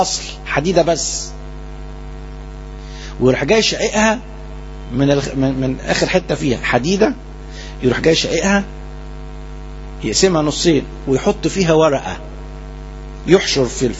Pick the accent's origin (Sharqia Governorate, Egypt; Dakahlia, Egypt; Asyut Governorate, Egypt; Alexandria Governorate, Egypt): Alexandria Governorate, Egypt; Alexandria; احنا كلنا اسكندرانية